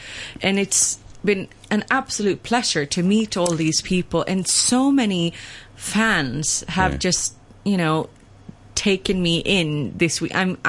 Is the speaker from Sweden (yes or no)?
yes; Sweden; because I'm from Sweden.